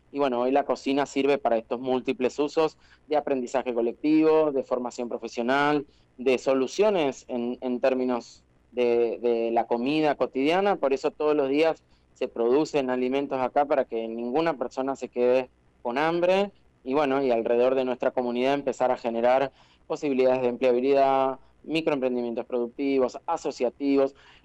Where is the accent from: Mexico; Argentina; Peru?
Argentina; Huatraché, La Pampa; also born or lived in Macachín; casi pampeano, sí, mis pueblos y mi adolescencia la he vivido en Huatraché, en Macachín, también he trabajado para empresas en La Pampa, de viajes estudiantiles, así que tengo parte del corazoncito también pampeano